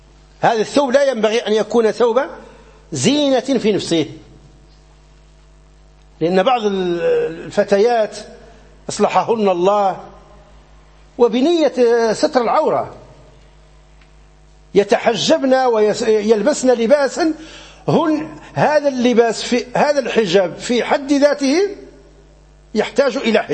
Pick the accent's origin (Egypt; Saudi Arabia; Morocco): Morocco; فمثلا عندنا في المغرب